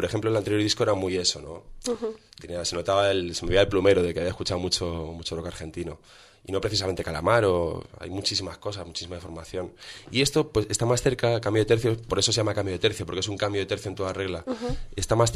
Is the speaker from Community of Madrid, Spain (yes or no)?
yes; Madrid, Community of Madrid, Spain; pero yo soy madrileño, o sea, y se nota.